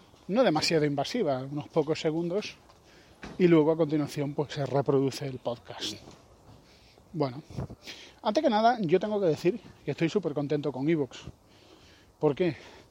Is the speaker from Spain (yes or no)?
yes; Spain; Somos conspiracionistas. Y somos españoles.